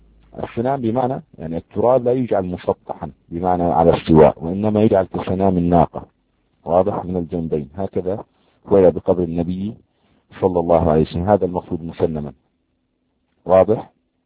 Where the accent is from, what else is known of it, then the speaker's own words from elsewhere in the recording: Jordan; يعني عندنا في الأردن